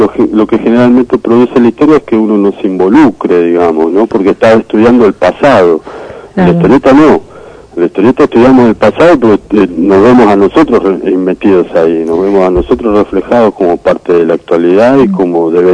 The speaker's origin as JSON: {"language": "Spanish", "country": "Argentina", "said": "nosotros como argentinos podamos derribar las barreras fronterizas"}